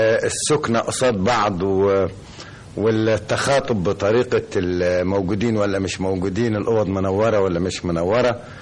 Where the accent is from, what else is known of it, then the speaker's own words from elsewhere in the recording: Upper Egypt, Egypt; وأنا صعيدي خالص